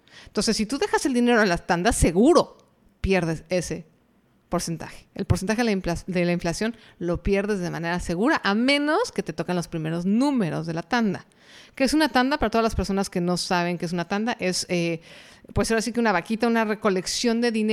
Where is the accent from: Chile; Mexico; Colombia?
Mexico; por lo menos en mi país, que es México, no existe.